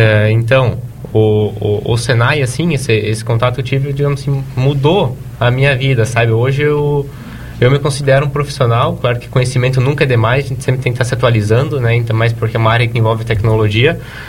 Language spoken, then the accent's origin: Portuguese; Nova Erechim, Santa Catarina, Brazil; eu não sou natural daqui, sou natural de Nova Erechim, né? Eu estava morando lá com meus pais, esse ano que eu vim para cá.